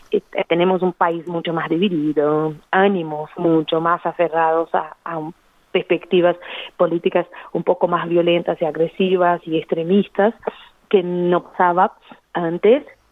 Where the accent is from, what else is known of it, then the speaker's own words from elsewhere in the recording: Brazil; Spanish is a second language; Yo nunca había escuchado eso en 34 años de vida sentada en un bar en mi país.